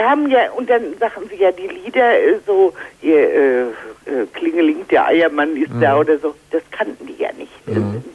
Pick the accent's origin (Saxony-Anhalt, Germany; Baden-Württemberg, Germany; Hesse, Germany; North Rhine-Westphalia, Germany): North Rhine-Westphalia, Germany; Hagen; Ich komme aus Hagen.